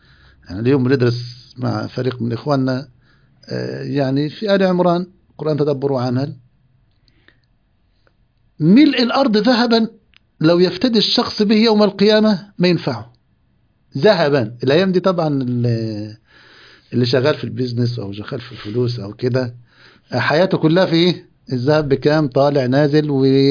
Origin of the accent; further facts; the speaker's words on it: Egypt; هذه عندنا في مصر هنا كانت كحفص في هذه الأيام